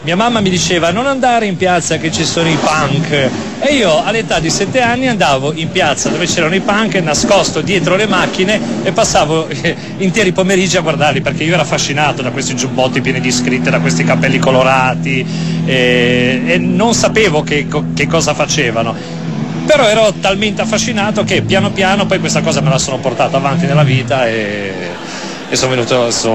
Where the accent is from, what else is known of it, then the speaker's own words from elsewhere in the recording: Savona, Liguria, Italy; moved away as an adult; now in Milan, Italy; No, io sono ligure, sono di Savona, mi sono trasferito a Milano da 6 o 7 anni.